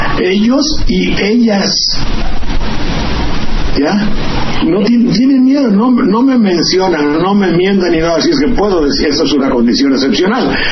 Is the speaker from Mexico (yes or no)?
yes; Mexico; con la esencia profunda de que somos mexicanos